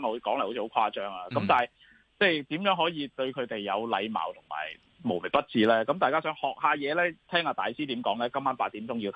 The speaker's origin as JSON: {"language": "Cantonese", "country": "China", "said": "我哋中國人咧好重視禮節啊！"}